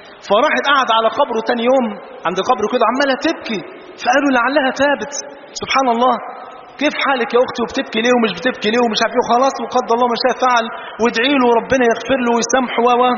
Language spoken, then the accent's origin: Arabic; Egypt; وإحنا جايين والله من مصر